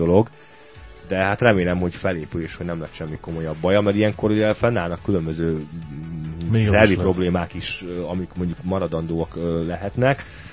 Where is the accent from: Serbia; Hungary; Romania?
Hungary; büszke voltam, hogy magyar a Béla, illetve hogy én is magyar vagyok